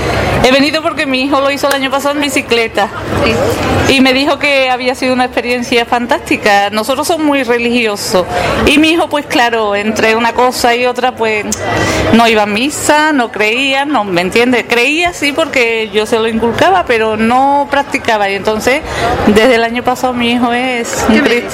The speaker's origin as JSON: {"language": "Spanish", "town": "Seville", "region": "Andalusia", "country": "Spain", "said": "Vengo de Sevilla, sí, lo empecé en Samo."}